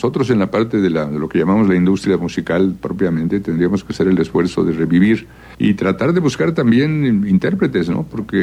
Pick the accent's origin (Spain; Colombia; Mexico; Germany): Mexico; yo creo que vamos todos a ganar como mexicanos y como diletantes de la buena música